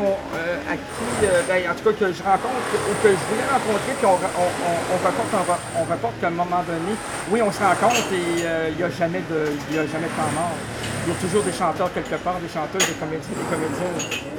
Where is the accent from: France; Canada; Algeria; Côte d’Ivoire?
Canada; Quebec City, Quebec; Et chez nous, à Québec, on a le Festival d'été.